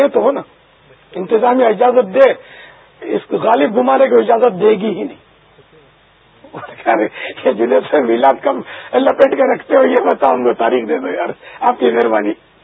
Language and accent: Urdu; Karachi, Sindh, Pakistan; born there; باب المدینہ میرا مولد ہے میں یہاں پیدا ہوا ہوں